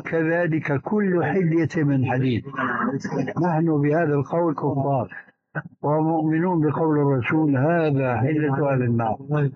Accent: Syria; فأنا قلت السيارة كما يقولون عندنا بالشام تجلى علي الباطل

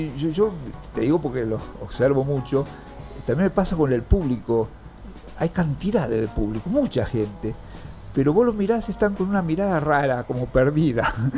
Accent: Junín, Buenos Aires Province, Argentina; also born or lived in Rawson; cuando empecé la escuela secundaria nos mudamos a Junín. Estuve 5 años en Junín, que hicimos la escuela secundaria, después ya me vine a Buenos Aires.

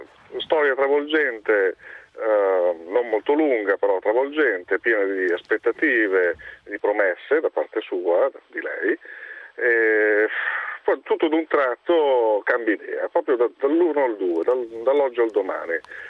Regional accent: Vigevano, Lombardy, Italy; io sono di Vigevano.

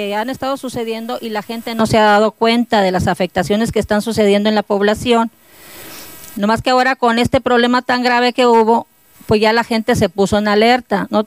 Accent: Hermosillo, Sonora, Mexico; somos una familia de Hermosillo, Sonora, que desde el 2009 traemos estos metales que vienen por el río Sonora.

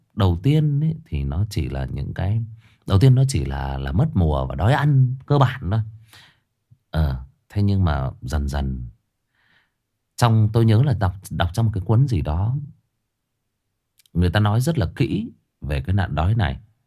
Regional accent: Hưng Yên, Vietnam; tôi thì nói thật với anh chị em là quê tôi Hưng Yên, nó ngay gần Thái Bình thôi.

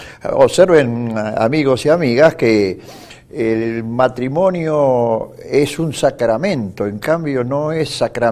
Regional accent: Villa Ballester, Buenos Aires Province, Argentina; Recuerdo, sí, recuerdo. Somos ambos de Villa Ballester.

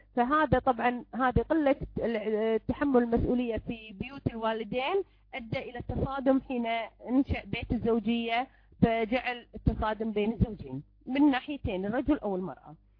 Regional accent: Kuwait; إحنا عندنا بالكويت نقول يعني نكويها في هذا

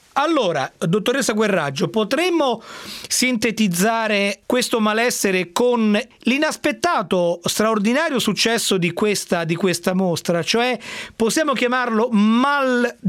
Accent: Rome, Lazio, Italy; Io da romano mi sono vergognato come una biscia per quello che è successo

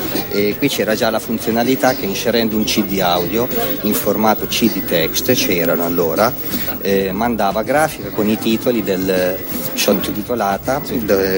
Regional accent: Città di Castello, Umbria, Italy; Città di Castello, provincia di Perugia.

